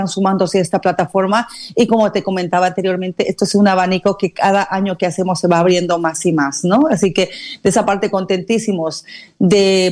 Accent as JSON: {"language": "Spanish", "country": "Bolivia", "moved": "as an adult", "lives_now": "Barcelona, Spain", "said": "nacionalidad boliviana, ya radico aquí en la ciudad de Barcelona por lo menos unos 18 años. Y años atrás en mi país yo había hecho unos premios también parecidos a estos."}